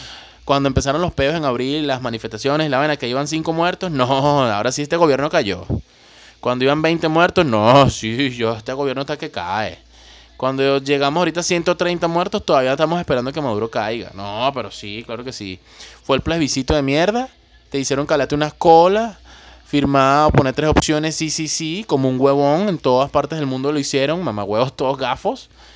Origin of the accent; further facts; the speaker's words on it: Venezuela; somos los venezolanos súper chéveres, súper echados para adelante y súper habladores, jodedores y que conocemos a todo el mundo